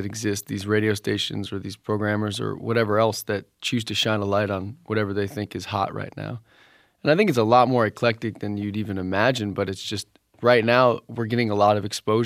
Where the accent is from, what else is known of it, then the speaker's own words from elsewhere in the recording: New Jersey, United States; like we grew up in New Jersey, so … things like that.